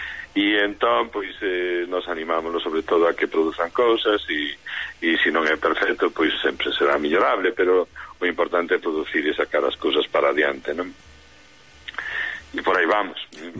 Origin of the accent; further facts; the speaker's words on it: Ourense, Galicia, Spain; now in Pontevedra, Spain; porque somos un Ourense